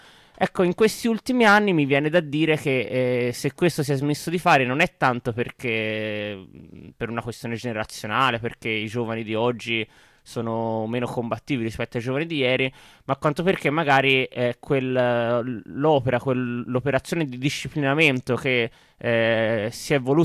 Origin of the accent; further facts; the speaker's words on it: Prato, Tuscany, Italy; per dire sono cresciuto a Prato